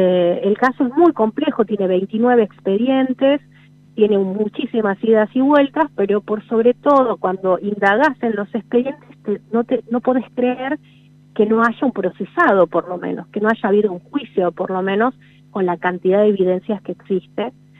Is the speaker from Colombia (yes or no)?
no; La Rioja, Argentina; Sí, soy de La Rioja, escribo para un medio nacional